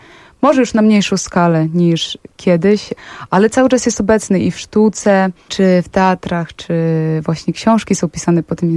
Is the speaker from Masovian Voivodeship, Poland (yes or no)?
no; Podlaskie Voivodeship, Poland; ja pochodzę z Podlasia.